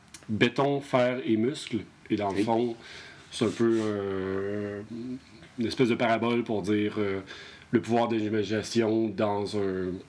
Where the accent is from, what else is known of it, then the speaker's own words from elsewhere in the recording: Lévis, Quebec, Canada; Moi, je venais tout juste d'arriver. Je viens de Lévis, en face de Québec